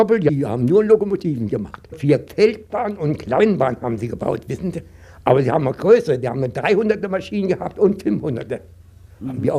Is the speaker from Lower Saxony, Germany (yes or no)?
no; Potsdam, Brandenburg, Germany; born there; Ich bin in Neuendorf geboren, Nova West kam nachher dazu, da heißt es Nova West, Neuendorf.